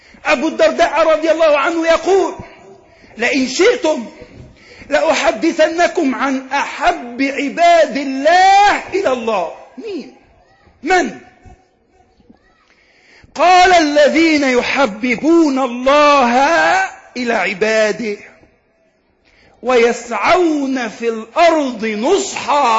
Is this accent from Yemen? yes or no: no; Egypt; اللهم اجعل بلدنا مصر آمنة مطمئنة